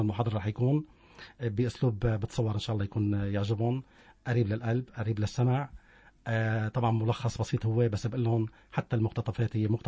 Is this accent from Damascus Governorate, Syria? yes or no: no; Tartus, Tartus Governorate, Syria; هو فنان عندنا بطرطوس